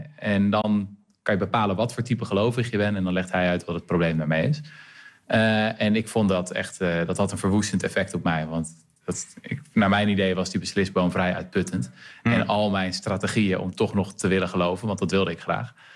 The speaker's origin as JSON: {"language": "Dutch", "town": "Renesse", "region": "Zeeland", "country": "Netherlands", "said": "Ik kom trouwens zelf uit Renesse, ben ik geboren."}